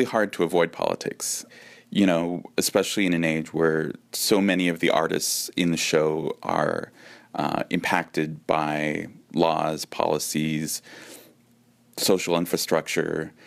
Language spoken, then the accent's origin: English; San Francisco, California, United States; growing up, it was always a very kind of personal thing, of a very kind of family cultural practice. Growing up in the Mission District, the Day of the Dead procession that takes place every year in the 80s, it was much more focused on families.